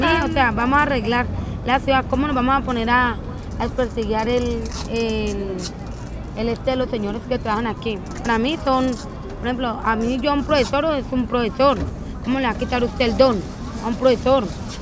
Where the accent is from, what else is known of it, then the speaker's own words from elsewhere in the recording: Cali, Valle del Cauca, Colombia; born there; Yo nací en Los Chorros.